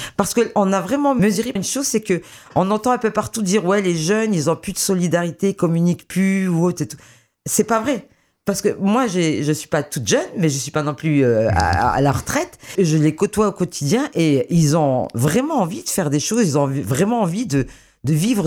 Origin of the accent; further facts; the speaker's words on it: Grand Est, France; born there; Moi, je sais que je suis une Lorraine de naissance